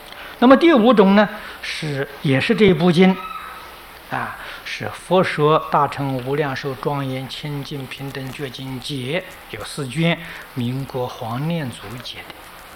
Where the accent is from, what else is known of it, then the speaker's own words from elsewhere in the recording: China; 比我们中国人著述的要多得多了啊